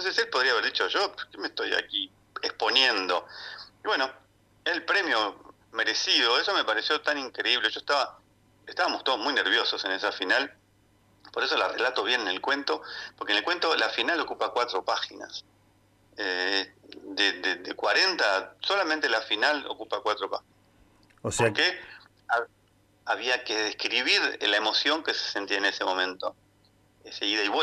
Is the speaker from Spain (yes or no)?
no; Argentina; soy el primer argentino en querer comunicar y mandar un buen mensaje a todos